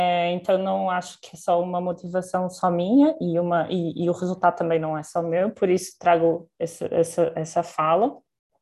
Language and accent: Portuguese; Portugal; moved away as an adult; now in São Paulo, Brazil; eu sou portuguesa, para quem não me conhece, e a minha formação base foi em Portugal